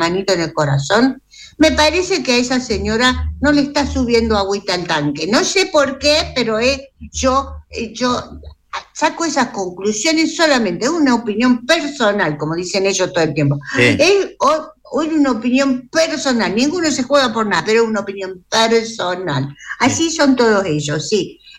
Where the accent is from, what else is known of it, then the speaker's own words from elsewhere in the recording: Argentina; Somos argentinos, tomamos mate.